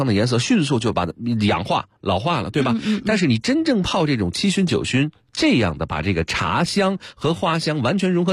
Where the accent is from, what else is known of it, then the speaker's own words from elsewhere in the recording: Beijing, China; 这个我北京人